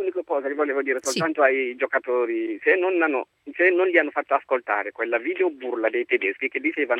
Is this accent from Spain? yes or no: no; Guinea; now in Naples, Italy; Io sono della Guinea.